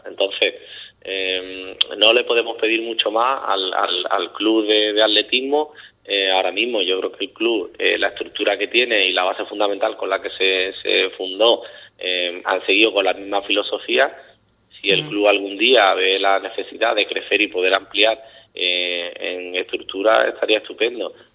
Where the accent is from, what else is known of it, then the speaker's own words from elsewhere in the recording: Ubrique, Andalusia, Spain; yo soy de Ubrique.